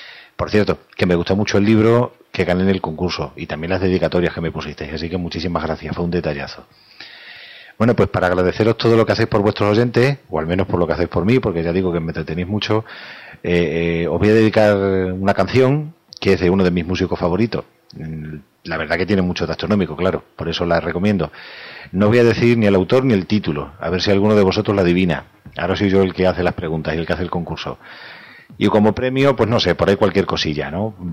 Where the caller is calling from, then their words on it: Badajoz, Extremadura, Spain; de Badajoz.